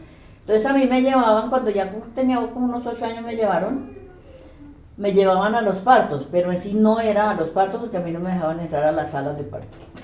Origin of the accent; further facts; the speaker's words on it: Mesitas, Cundinamarca, Colombia; Yo soy de Mesitas